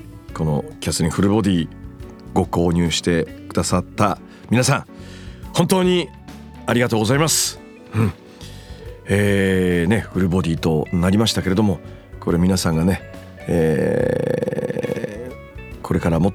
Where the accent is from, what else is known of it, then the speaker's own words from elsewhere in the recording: Miyagi, Japan; 私東北宮城県出身でございます。塩釜文化大使にもなっております。